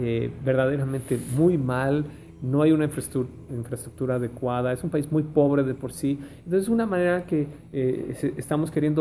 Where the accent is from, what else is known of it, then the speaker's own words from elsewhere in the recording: Mexico City, Mexico; los que venimos del DF sufrimos algo terrible en el 85